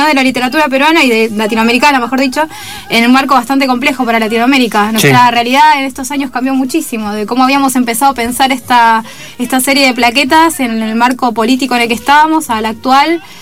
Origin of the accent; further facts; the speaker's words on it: Argentina; Incluso como argentinos, cuando vas te das cuenta del nivel de centralismo que hay en Lima.